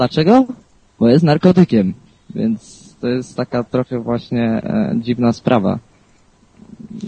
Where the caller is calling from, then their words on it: Głogów, Lower Silesian Voivodeship, Poland; bo u mnie w Głogowie naprawdę jest dużo zwolenników marihuany